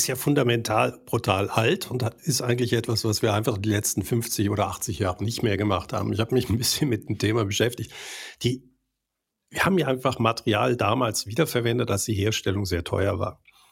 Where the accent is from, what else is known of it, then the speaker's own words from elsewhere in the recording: Switzerland; Bei uns in der Schweiz wird in Europa genauso sein.